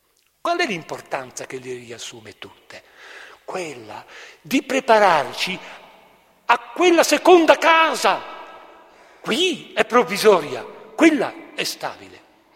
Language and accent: Italian; Trentino-Alto Adige, Italy; o su da noi nel Trentino